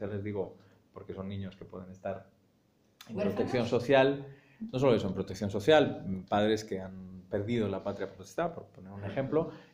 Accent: Madrid, Community of Madrid, Spain; en la España de los 80, donde yo crecí, en el Madrid obrero de los 80, donde yo crecí

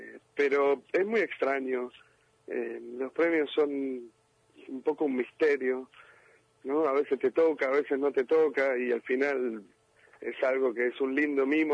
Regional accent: Buenos Aires, Argentina; Yo soy de La Boca.

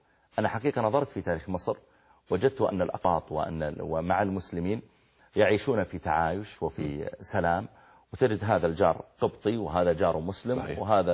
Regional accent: Saudi Arabia; اللي موجودة عندنا في السعودية الآن قريب من المدينة

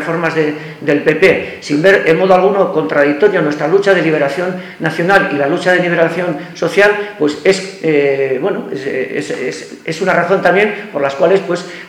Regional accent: Basque Country, Spain; born there; Bueno, yo no soy asturiano, claro. Yo he nacido en Álava.

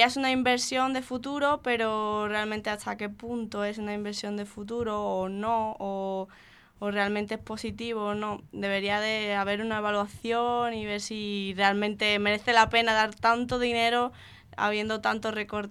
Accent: Málaga, Andalusia, Spain; now in Poland; soy de aquí de Málaga, por aquí por la Trinidad.

